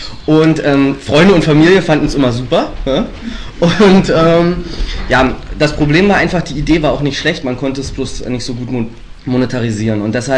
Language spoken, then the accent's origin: German; Strausberg, Brandenburg, Germany; Wir kommen aus Strausberg. Dem einen oder anderen wird es was sagen.